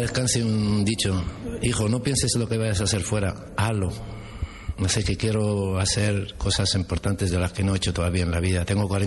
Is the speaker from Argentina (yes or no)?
no; Tetouan, Tanger-Tetouan-Al Hoceima, Morocco; now in Spain; Sí, me siento español. Soy de Marruecos y del norte, de Tetuán. Por una española, pero mi segundo país es este.